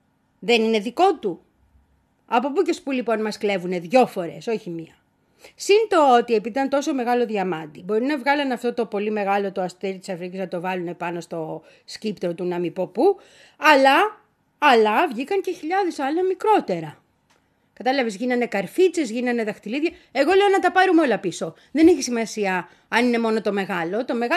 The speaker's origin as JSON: {"language": "Greek", "country": "Greece", "said": "Και μας συμφέρει αυτό και ως Έλληνες, να σου πω, για τα μάρμαρα, ξέρεις."}